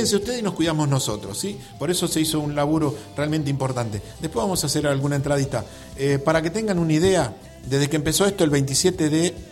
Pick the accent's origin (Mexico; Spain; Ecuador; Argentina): Argentina; Villa Talleres; born there; entrando, ¿sí?, a Villa Talleres, donde yo nací.